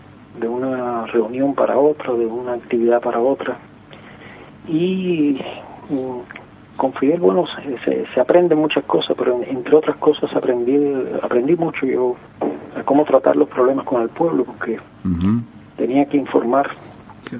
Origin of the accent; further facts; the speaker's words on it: Cuba; En mi país, primero de Finanzas, después de Economía